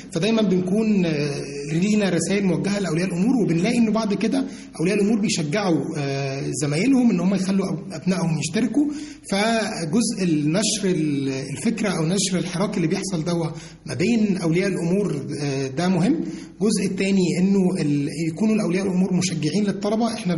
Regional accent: Egypt; وحتى طريقة تفكير الطلبة عندنا في مصر بتبقى مختلفة شوية عن طريقة تفكير الشباب التانيين.

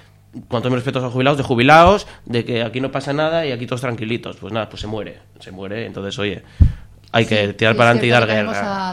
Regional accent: Gijón, Asturias, Spain; O sea, sí, yo soy de Cimavilla, vivo en Cimavilla.

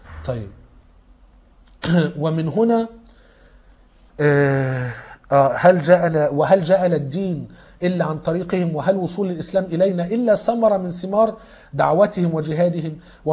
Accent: Egypt; احنا كمصريين دخلنا الدين عن طريق عمرو بن العاص اللي كان فتح مصر على أيام عمر بن الخطاب.

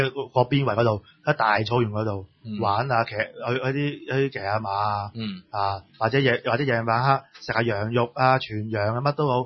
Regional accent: Hong Kong; 因為我係香港人上去大陸嗰、那個感覺啊，都係做到趴街㗎

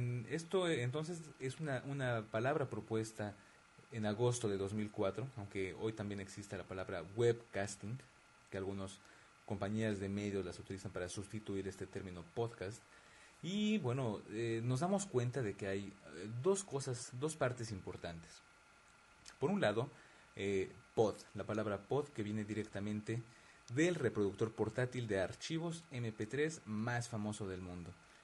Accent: Mexico; now in Paris, France; un programa de radio que se registra en vivo y en directo desde la ciudad de París, Francia, aunque, bueno, claro, como yo soy mexicano, esto es y será un podcast en español.

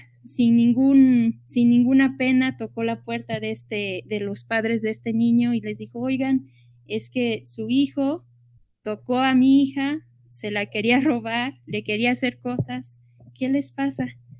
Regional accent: Acatzingo, Puebla, Mexico; yo fui a una escuela rural, yo soy originaria de Acatzingo

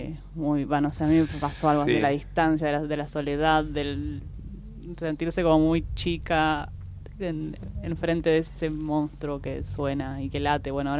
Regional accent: Argentina; es parte de nuestro patrimonio como argentinos, ¿no?

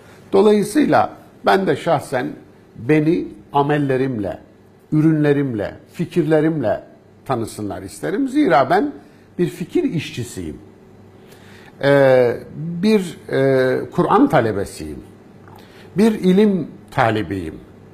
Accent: Kayseri, Turkey; born there; Kayseri'de doğdum. Türkiye'nin, Anadolu'nun ortasında, göbeğinde bir vilayet. Köklerim ta yüzyıllardan beri orada yaşamışlar.

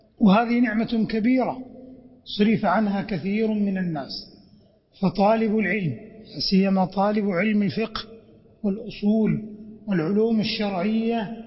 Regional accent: Saudi Arabia; بلادنا المملكة العربية السعودية عنيت بالعلم والتعليم

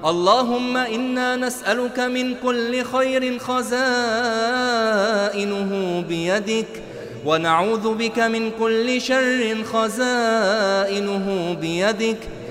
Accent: Egypt; عن بلدنا مصر خاصة وعن سائر بلاد

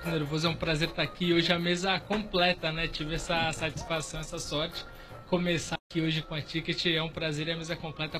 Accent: São Paulo, Brazil; born there; Eu sou de um bairro que você conhece. Eu nasci na Parada 15 de novembro.

